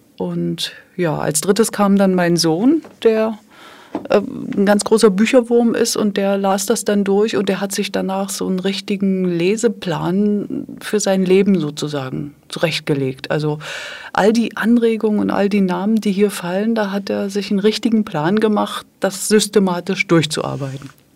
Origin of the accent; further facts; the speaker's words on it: Dresden, Saxony, Germany; ich komme aus dem ehemaligen DDR-Gebiet, bin in Dresden aufgewachsen